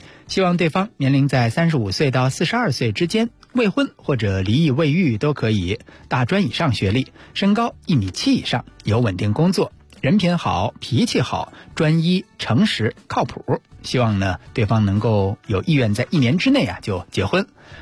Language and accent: Chinese; Beijing, China; 咱们北京人自己自称啊，就北京大妞啊